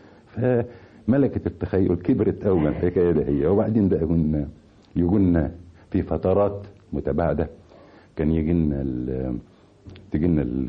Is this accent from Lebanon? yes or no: no; Helwan, Cairo Governorate, Egypt; also born or lived in Tanta; وولدت في مدينة طنطا، لكن ما بقتش فيها كتير. رجعنا يعني كان في ظروف صحية لوالدي، فخدنا كان يجب أن يستشفى في مدينة حلوان، فجينا مدينة حلوان.